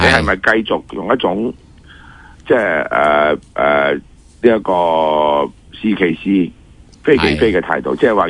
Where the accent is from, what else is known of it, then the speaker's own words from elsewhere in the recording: Hong Kong; 我哋香港人